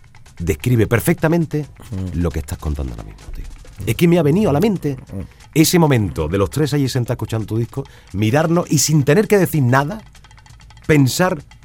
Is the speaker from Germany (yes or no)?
no; Manacor, Balearic Islands, Spain; born there; Que yo nací en Manacor, tío.